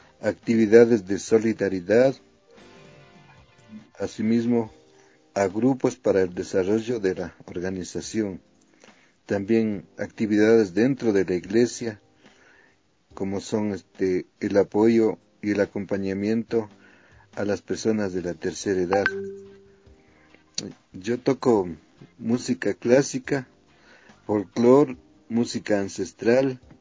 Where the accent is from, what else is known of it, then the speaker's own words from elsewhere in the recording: Quito, Pichincha, Ecuador; born there; nací en Quito. Vivo en la Ferroviaria Alta.